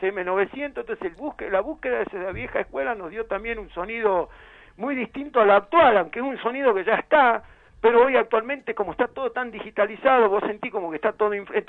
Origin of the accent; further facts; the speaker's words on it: San Miguel de Tucumán, Tucumán, Argentina; now in Buenos Aires, Argentina; Nosotros somos de San Miguel de Tucumán. Igual yo vengo hace muchos años